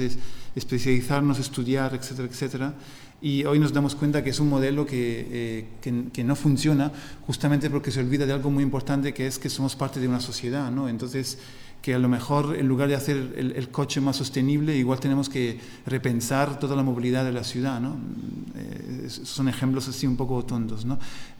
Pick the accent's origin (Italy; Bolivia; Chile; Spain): Italy; Spanish is a second language; y yo también soy italiano, ¿no? Y lo hemos tenido.